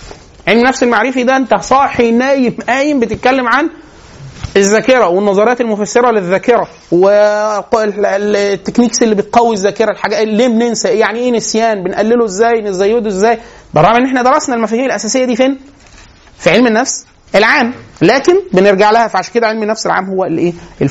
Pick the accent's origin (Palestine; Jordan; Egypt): Egypt; بس احنا مصريين